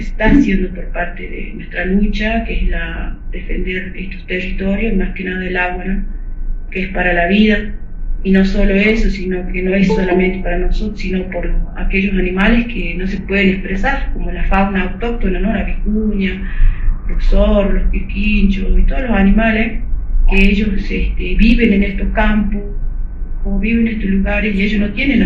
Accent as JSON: {"language": "Spanish", "town": "Pozo Colorado", "region": "Jujuy", "country": "Argentina", "said": "soy de Pozo Colorado, es mi comunidad. Yo pertenezco a lo que es Salinas Grandes y Laguna Guayacayó."}